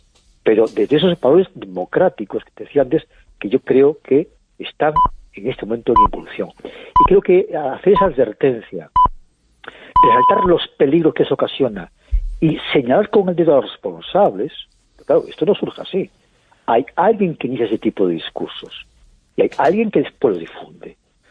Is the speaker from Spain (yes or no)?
yes; Spain; Yo creo que debemos estar muy orgullosos de cómo actuamos como colectivo, como españoles.